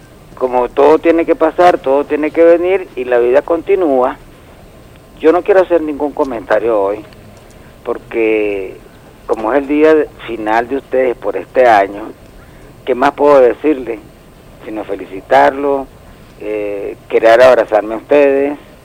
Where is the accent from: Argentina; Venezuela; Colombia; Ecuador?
Venezuela; como venezolanos que somos